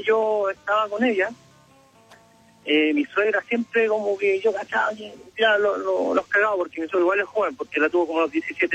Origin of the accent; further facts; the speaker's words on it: Viña del Mar, Valparaíso, Chile; Y bueno, yo soy de Viña. O sea, todos somos allá.